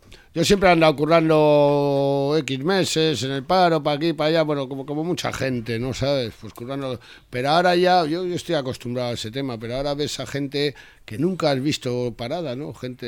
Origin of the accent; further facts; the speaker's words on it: Barakaldo, Basque Country, Spain; yo soy de Baracaldo y digo, me voy a Bilbao.